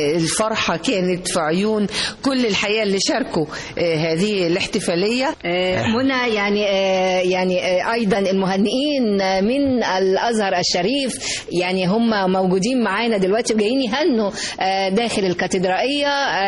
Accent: Egypt; إحنا المحبة كده ربنا سبحانه وتعالى مولودين بيها كلنا مع بعض كمصريين

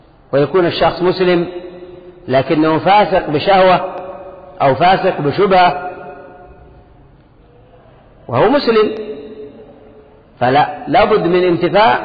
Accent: Yemen; فبعض الأشياء عندنا في اليمن ليست من خوارم المروءة

